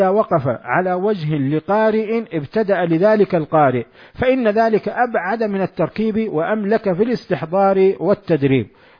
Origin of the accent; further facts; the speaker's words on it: Hejaz, Saudi Arabia; accent: Hejazi; أو بلهجتنا نحن الحجاز التريقة